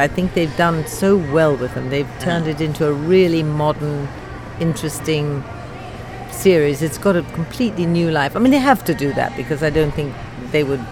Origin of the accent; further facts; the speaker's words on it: India; born there; I was born in India, so I very much appreciate hot and humid.